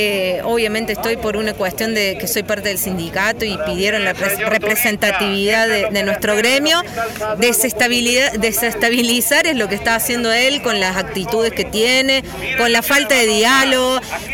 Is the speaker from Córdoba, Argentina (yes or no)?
yes; Río Cuarto, Córdoba, Argentina; lo digo porque yo vengo de Río Cuarto